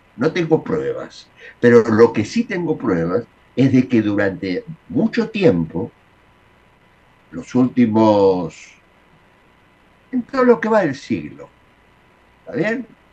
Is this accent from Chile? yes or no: no; Argentina; Los argentinos no somos todos iguales, estamos bien divididos, desde siempre.